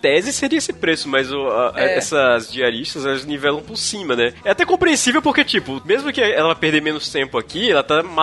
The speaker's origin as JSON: {"language": "Portuguese", "town": "Maceió", "region": "Alagoas", "country": "Brazil", "lives_now": "Bauru, Brazil", "said": "eu venho do Nordeste, venho lá de Maceió, né?"}